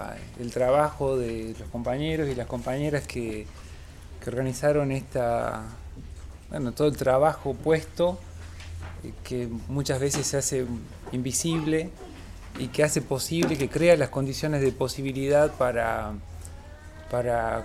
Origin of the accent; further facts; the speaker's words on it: Northwest Argentina, Argentina; El caso del noroeste argentino, de donde vengo, digamos